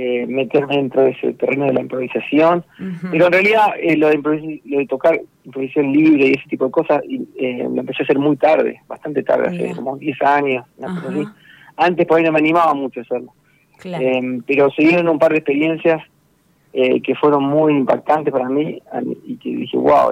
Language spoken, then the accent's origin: Spanish; Mar del Plata, Buenos Aires Province, Argentina; moved away; also born or lived in Frankfurt; Yo soy acá de Mar del, pero me fui mucho tiempo afuera. Estuve trabajando en un ensamble de música contemporánea que está basado en Frankfurt, en Alemania, llamado el Ensamble Modern, muy buen grupo. Y estuve 15 años